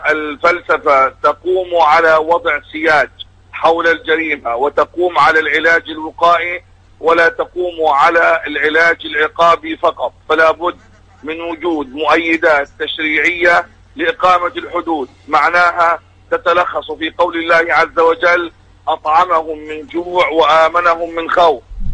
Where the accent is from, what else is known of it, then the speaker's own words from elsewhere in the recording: Gaza, Gaza Strip, Palestine; لكن الحال عندنا في غزة أمر يختلف تماما، الحصار والعدو.